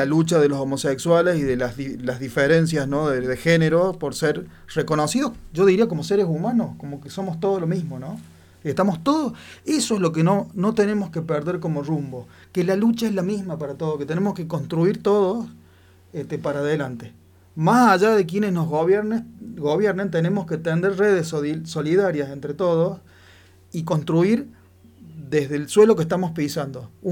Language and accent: Spanish; Argentina; Me da vergüenza que esa persona me represente como argentino, ¿no?